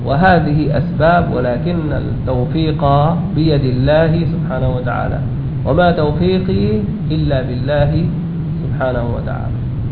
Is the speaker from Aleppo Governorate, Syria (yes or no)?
no; Damascus, Damascus Governorate, Syria; كان عندنا في الشام في مسجد، مساجد دمشق